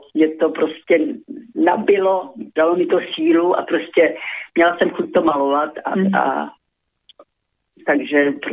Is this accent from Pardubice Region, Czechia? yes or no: yes; Vysoké Mýto, Pardubice Region, Czechia; born there; Narodila jsem se v Čechách, ve Vysokém Mýtě